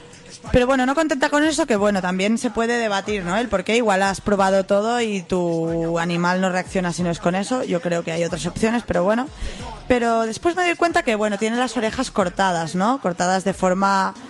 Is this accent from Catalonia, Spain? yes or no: yes; Esplugues de Llobregat, Catalonia, Spain; Justo ayer yo estaba en Esplugas, que es donde, bueno, mi pueblo, donde nací.